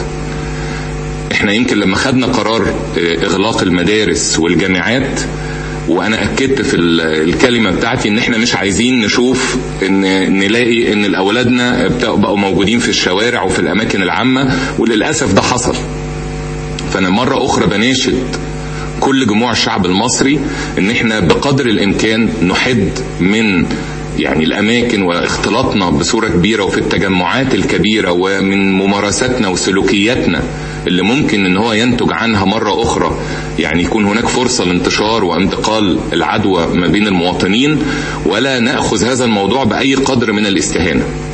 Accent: Egypt; لازم نبقى واخدين بالنا كمصريين

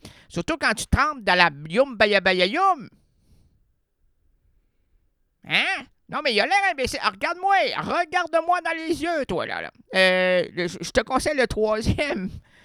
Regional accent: Quebec, Canada; J'suis un Québécois moyen qui travaille dans un...

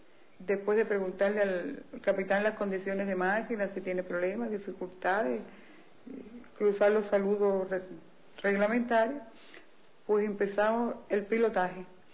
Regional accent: Cuba; soy cubana revolucionaria de la época de Fidel.

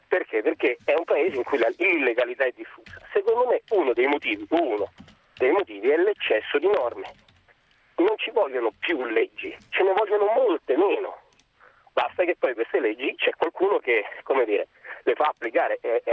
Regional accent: Rome, Lazio, Italy; born there; essendo nato a Roma, sono romano

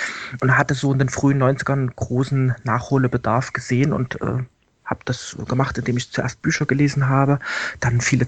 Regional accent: Leipzig, Saxony, Germany; Ja, ich komme aus Leipzig, hatte schon zu DDR-Zeiten als Schüler an DDR-Computern herumgewirtschaftet

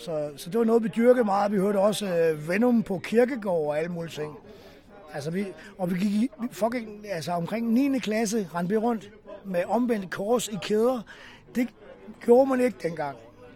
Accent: West Jutland, Denmark; og så tog vi tilbage til Vestjylland. 15 år gammel.

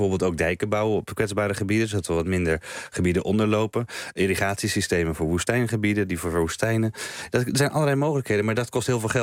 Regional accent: Netherlands; Wat wij kunnen doen als Nederlanders en ook als Europeanen, denk ik op dit moment, is we zijn al heel erg bezig met verduurzamen.

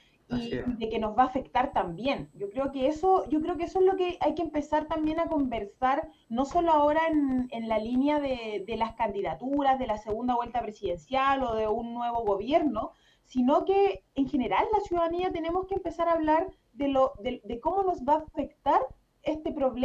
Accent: La Serena, Coquimbo, Chile; Yo particularmente soy del norte, yo soy de La Serena, una ciudad o una región también sumamente minera.

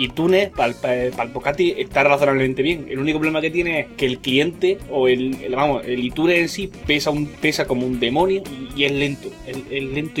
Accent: Andalusia, Spain; Yo no me voy a poner a hacer cosas porque soy andaluz

